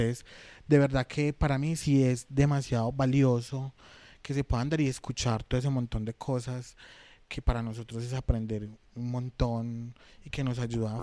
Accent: Medellín, Antioquia, Colombia; particularmente nosotros que somos de Medellín

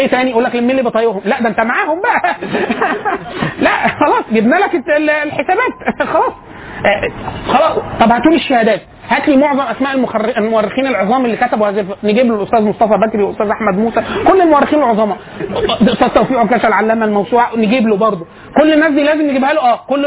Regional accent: Egypt; قال لي انت منين؟ فقلت له انا من مصر.

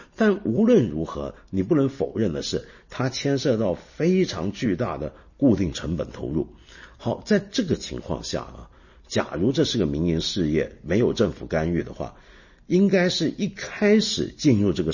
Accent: Hong Kong; 比如说像我住的我的老家香港就是这样子

